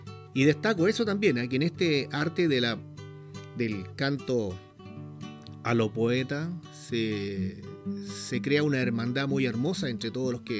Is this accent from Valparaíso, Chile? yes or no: yes; San Antonio, Valparaíso, Chile; porque me vine hacia el sector del Tabo, la provincia de San Antonio. De hecho, acá nací yo, soy sanantonino. Y bueno, me vine de Santiago hacia acá